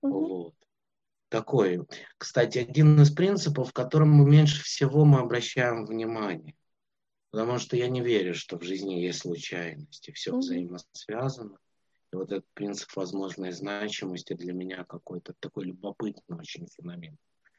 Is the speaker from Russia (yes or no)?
no; Minsk, Belarus; Я родом из Минска, я вернулся обратно в Минск.